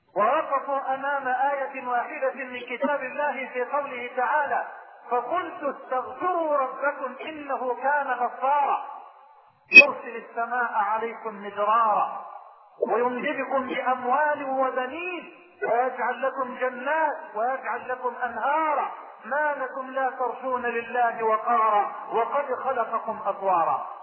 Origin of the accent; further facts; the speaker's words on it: Sudan; استثمرت ربع ما يدره البترول في بلدي السودان